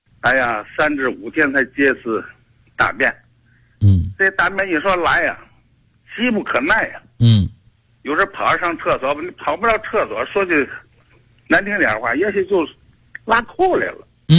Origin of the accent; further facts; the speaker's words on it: Tianjin, China; 我是天津的北辰的。我今年67岁。